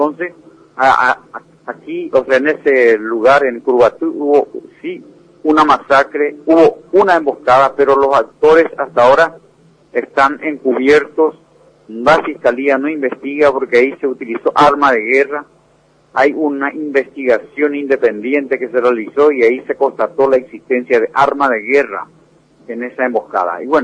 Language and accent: Spanish; Paraguay; nosotros como paraguayos sabemos que el proceso de América Latina va a ser triunfante